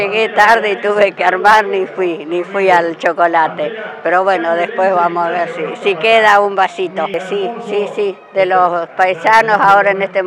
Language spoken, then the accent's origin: Spanish; Cañuelas, Buenos Aires Province, Argentina; Soy de Santa Rosa, de Cañuelas.